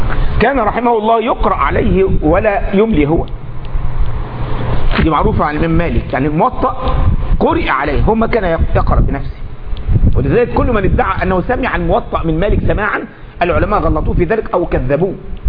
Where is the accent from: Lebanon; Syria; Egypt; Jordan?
Egypt; من متقني القراءات عندنا في مصر